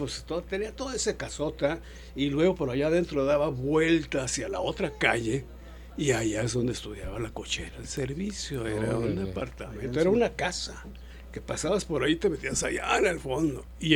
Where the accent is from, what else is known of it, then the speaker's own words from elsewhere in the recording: Ciudad Juárez, Chihuahua, Mexico; Yo vengo de Juárez. Entonces Juárez, y yo no oía unos danzones, unas cumbias, sí, unos mambos